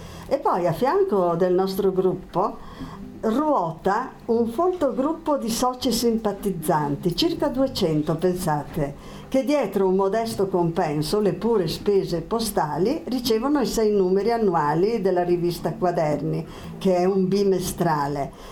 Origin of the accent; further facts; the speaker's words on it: Bolzano, Trentino-Alto Adige/South Tyrol, Italy; io che vengo da Bolzano